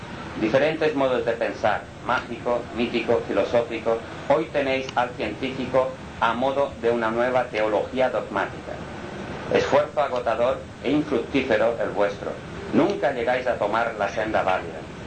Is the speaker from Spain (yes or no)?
yes; Spain; Como español que soy, ¿puedo contarlo?